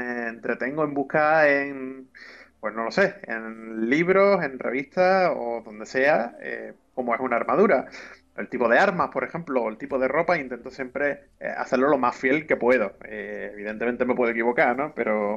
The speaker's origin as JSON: {"language": "Spanish", "town": "Málaga", "region": "Andalusia", "country": "Spain", "said": "Que yo que soy de Málaga."}